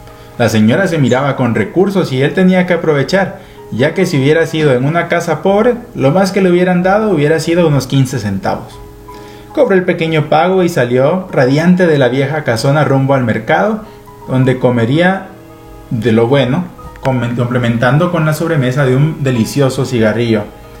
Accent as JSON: {"language": "Spanish", "country": "Guatemala", "said": "Es un libro que, como guatemaltecos, es bueno que lo tengamos."}